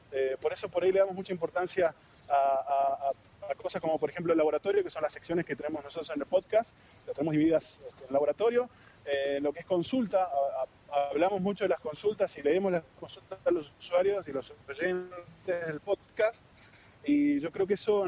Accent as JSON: {"language": "Spanish", "country": "Argentina", "said": "identificarnos como argentinos primero"}